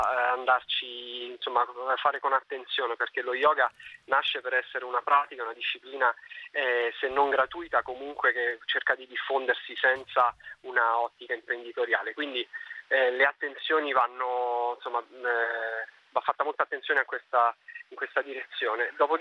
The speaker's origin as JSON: {"language": "Italian", "town": "Rome", "region": "Lazio", "country": "Italy", "said": "ho 35 anni, appunto sono romano."}